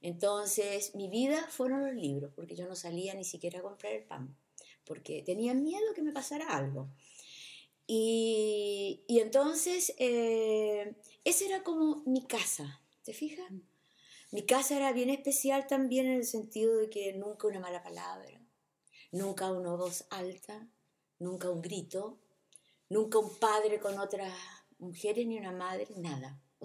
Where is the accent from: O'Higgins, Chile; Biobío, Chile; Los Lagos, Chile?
Biobío, Chile; Talcahuano; allá en el sur, yo soy de Talcahuano